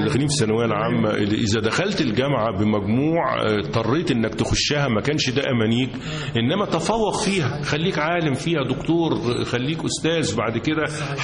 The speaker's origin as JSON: {"language": "Arabic", "town": "Cairo", "region": "Cairo Governorate", "country": "Egypt", "tie": "born or raised there", "said": "انا اساسا من القاهره، والوالد ايضا مولود في القاهره والجد مولود بالقاهره. ولما دخلت كليه الزراعه كنت خايف ان انا قاهري"}